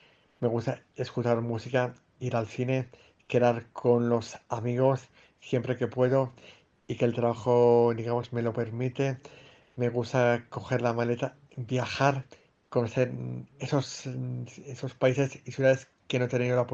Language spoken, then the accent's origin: Spanish; Madrid, Community of Madrid, Spain; Cuando era pequeño vivía yo en Madrid y los veranos en el mes de julio solía venir a Salamanca.